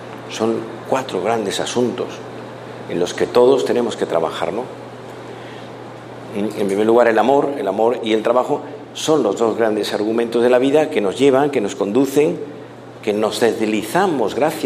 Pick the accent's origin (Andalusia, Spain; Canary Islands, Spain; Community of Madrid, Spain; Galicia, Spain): Community of Madrid, Spain; Madrid; Yo vengo de Madrid, en España el fútbol es, en Europa, pero en España en concreto